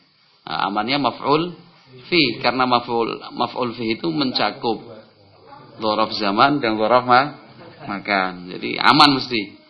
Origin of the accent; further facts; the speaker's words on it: Java, Indonesia; saya orang Jawa.